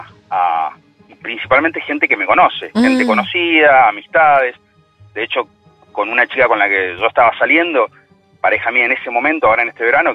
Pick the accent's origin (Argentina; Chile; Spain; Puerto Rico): Argentina; Mendoza; Yo soy de Mendoza. Y bueno, trabajo en el rubro inmobiliario.